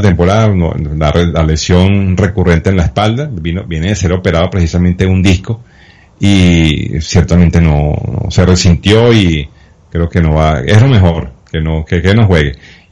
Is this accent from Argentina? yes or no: no; Venezuela; Cuando un equipo aquí en Venezuela, en 9 innings, no hace carrera